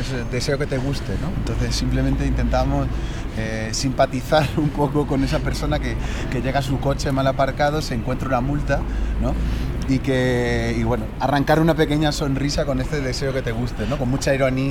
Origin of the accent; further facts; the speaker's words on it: Badajoz, Extremadura, Spain; born there; Sí, Badajoz.